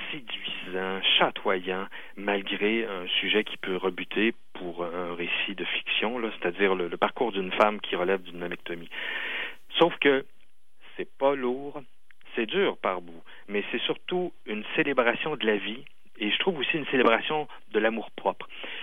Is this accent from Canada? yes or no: yes; Quebec, Canada; en tant que Québécois, on évalue mal l'ampleur du défi